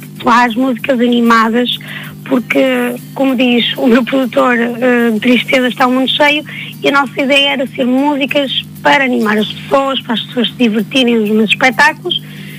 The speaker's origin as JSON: {"language": "Portuguese", "town": "Marco de Canaveses", "region": "Porto", "country": "Portugal", "said": "Sou de Mar Canaveses."}